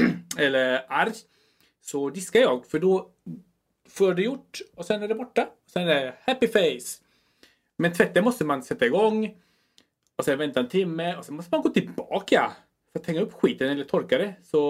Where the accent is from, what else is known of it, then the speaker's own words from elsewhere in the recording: Chile; now in Sweden; jag är från Chile, så jag måste slinka in det där.